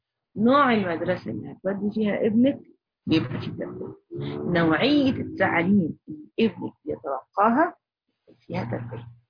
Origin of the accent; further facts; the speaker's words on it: Egypt; وعندنا في مدارس دلوقتي بتعمل هالوين في المنصورة، عندنا في مصر